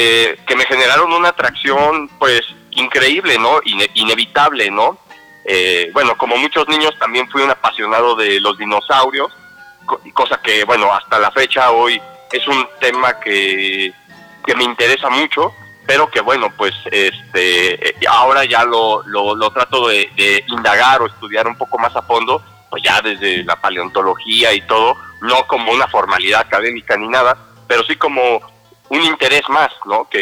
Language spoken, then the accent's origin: Spanish; Mexico; forjar un reconocimiento hacia lo que es mi identidad como mexicano